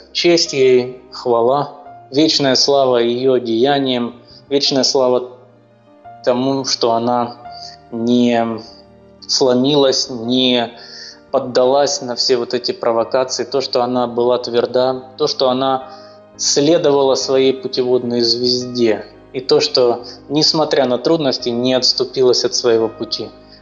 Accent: Crimea, Ukraine; Мне как крымчанин просто близкие образы, связанные с морем.

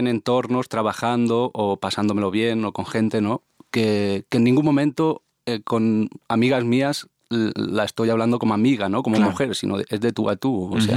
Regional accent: Barcelona, Catalonia, Spain; yo vengo de Barcelona, ¿no? O sea, Barcelona para mí es una ciudad en cuanto a, pues, bueno, pues muy para el frente, muy, como decimos allá, como muy avanguardista en temas de género

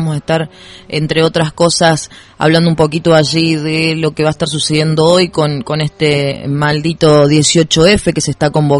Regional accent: Río Ceballos, Córdoba, Argentina; Claro, soy de Río Ceballos

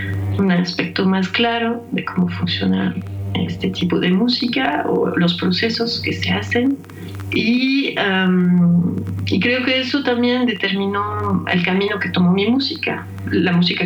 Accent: France; Spanish is a second language; moved away as an adult; now in Mexico; yo soy francesa, he vivido en Francia básicamente toda mi vida. Y pues por cuestiones personales, hace 17 años vine a vivir a México.

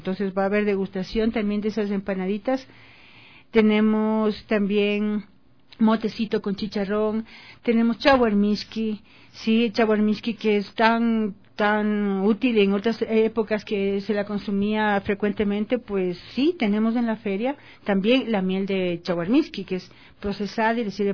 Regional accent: Quito, Pichincha, Ecuador; yo soy acá de Quito

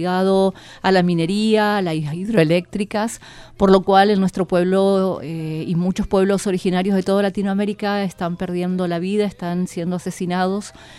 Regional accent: Chubut, Argentina; Vengo de Kurama, Pukuyamen, se conoce así, desde la provincia de Chubut. Soy una mujer mapuche

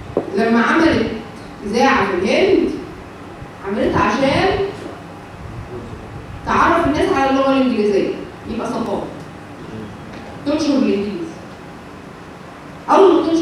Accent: Egypt; احنا كمصريين كان بتاعنا كان عبارة عن حدود كده

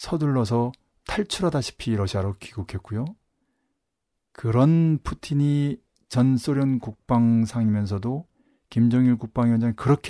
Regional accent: South Korea; 남은 태어나서 자라온 곳이고 알게 모르게 접한 곳이기 때문에 너무나 잘 알고

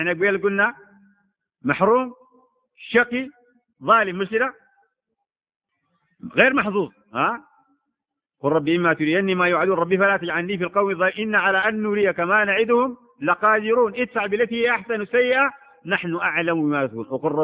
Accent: Sudan; والحمد لله هذه عندنا في السودان يا أخواننا

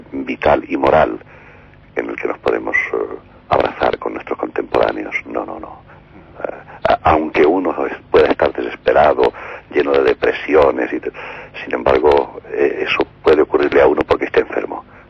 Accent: Mérida, Extremadura, Spain; born there; Recientemente me han dado el premio de la creación en Extremadura, y como nací en Mérida, pues también me ha dado mucha alegría.

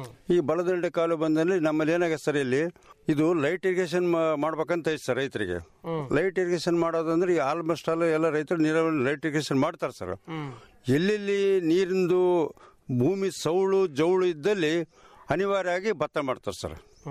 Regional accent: Masarakal, Karnataka, India; ನಮ್ ಮಸರಕಲ್ ಗ್ರಾಮದಲ್ಲಿ 6 ವಾರ್ಡ್ಗಳು ಸರ್.

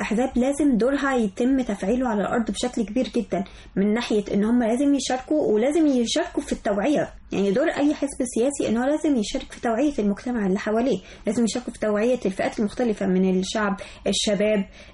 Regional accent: Egypt; وبتواجهنا احنا كمصريين بصفة خاصة

